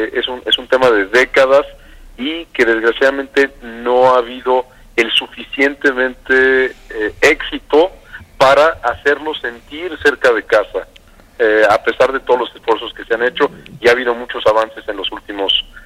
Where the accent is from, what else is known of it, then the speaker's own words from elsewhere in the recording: Guanajuato, Mexico; pero pues soy de Guanajuato, conozco su trayectoria